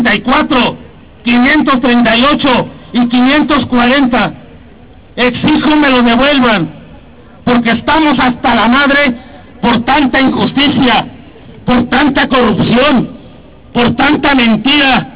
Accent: Nextlalpan, State of Mexico, Mexico; Vengo de un pueblo del Estado de México que se llama Nextlalpan.

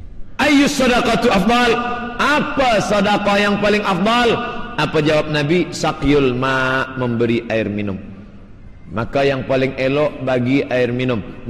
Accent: Indonesia; now in Malaysia; Ustaz, saya dari Indonesia mencari nafkah di Malaysia.

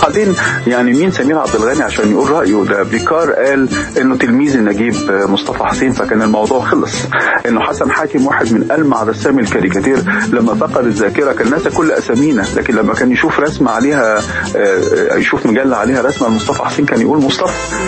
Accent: Alexandria, Alexandria Governorate, Egypt; احنا عندنا في اسكندريه لما مثلا احنا كنا نروح البحر

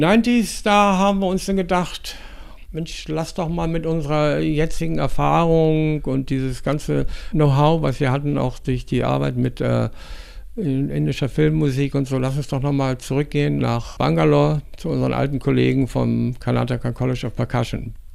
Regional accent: Rügen, Mecklenburg-Vorpommern, Germany; born there; Die Melodie kommt so aus meiner Gegend, von der Insel Rügen, wo ich geboren bin.

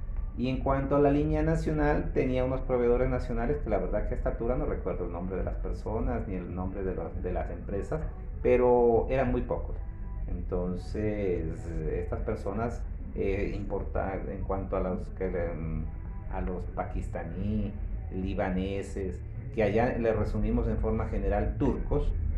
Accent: Ecuador; desde el año 2014 estuve ya planteado en que yo me venía para Ecuador, a mi tierra.

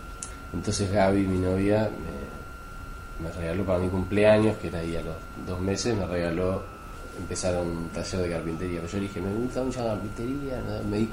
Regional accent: Trenque Lauquen, Buenos Aires Province, Argentina; Yo de chiquito vivía en la Quinta, en Trenquelauquén

